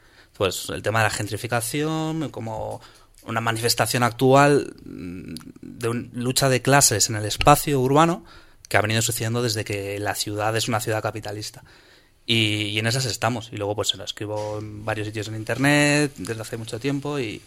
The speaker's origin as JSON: {"language": "Spanish", "town": "Madrid", "region": "Community of Madrid", "country": "Spain", "said": "yo vengo de Tetuán"}